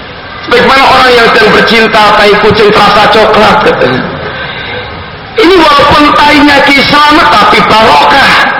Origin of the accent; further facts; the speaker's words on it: Surakarta, Central Java, Indonesia; Saya orang Solo.